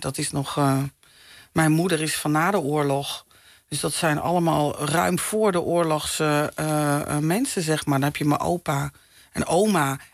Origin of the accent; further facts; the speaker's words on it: Zwolle, Overijssel, Netherlands; En ik ben geboren en getogen